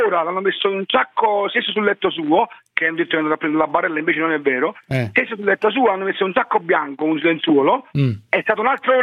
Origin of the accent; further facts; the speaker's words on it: Naples, Campania, Italy; Io sono napoletano e non mi vergogno di essere